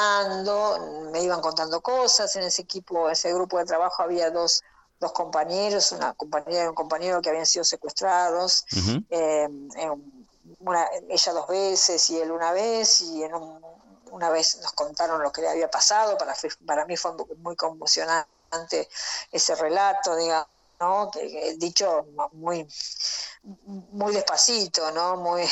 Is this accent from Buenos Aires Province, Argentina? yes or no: yes; Buenos Aires Province, Argentina; yo soy de un pueblo de la provincia de Buenos Aires, sí.